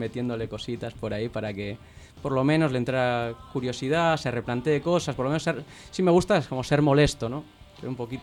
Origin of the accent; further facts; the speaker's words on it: Basque Country, Spain; Y yo en Euskal Herria, mi tierra